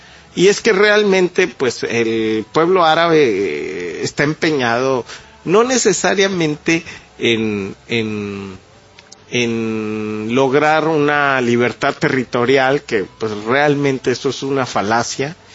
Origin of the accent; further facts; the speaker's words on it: Mexico; Y sería muy tonto, como mexicano, abrazar una teoría así